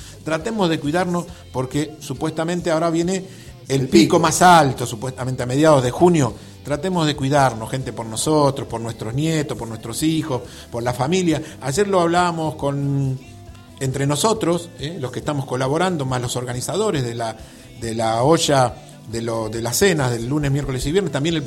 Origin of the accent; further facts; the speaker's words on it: Villa Talleres, Argentina; born there; entrando, ¿sí?, a Villa Talleres, donde yo nací.